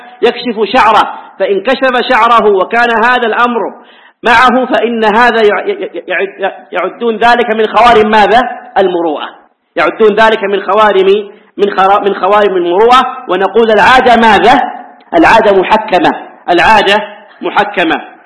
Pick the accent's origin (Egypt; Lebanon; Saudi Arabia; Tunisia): Saudi Arabia; Hejaz; هذه عندنا في الحجاز حتى لو خرج بها إلى مكان قريب ليس فيها شيء